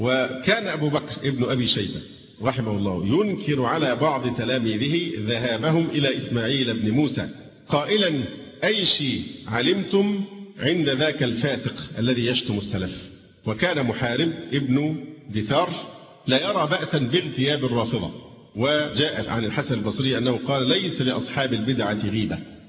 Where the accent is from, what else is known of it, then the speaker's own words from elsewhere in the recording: Egypt; فالهجرة دلوقتي صعب عندنا في مصر، الهجرة لأي بلد تانية صعبة